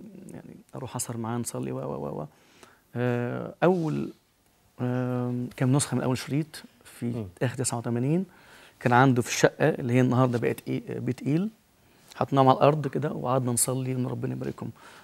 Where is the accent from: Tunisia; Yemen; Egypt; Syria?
Egypt; تعرف احنا ناس مصريين